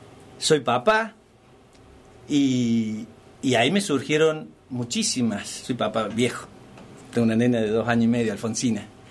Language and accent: Spanish; Villa Dolores, Córdoba, Argentina; now in Los Hornillos, Argentina; Yo soy oriundo de Tras la Sierra, soy de Villa Dolores, nacido y criado aquí en Tras la Sierra